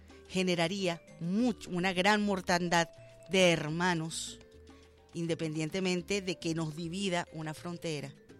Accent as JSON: {"language": "Spanish", "country": "Venezuela"}